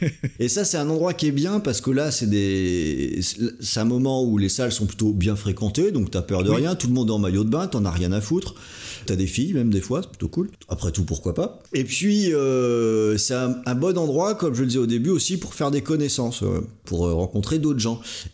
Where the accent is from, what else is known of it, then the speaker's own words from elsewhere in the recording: Brittany, France; parce qu'à la base je suis breton, donc aller sur un bateau ça me fait vraiment rien